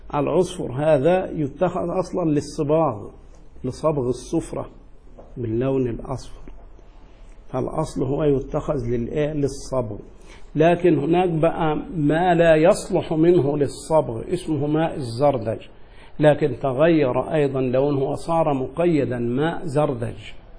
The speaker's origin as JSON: {"language": "Arabic", "country": "Egypt", "said": "وهذا مشهور جدا عندنا في مصر"}